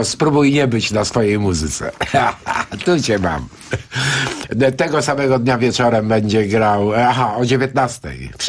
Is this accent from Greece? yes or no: yes; Greece; Polish is a second language; ja jestem Grekiem, kocham dyskusję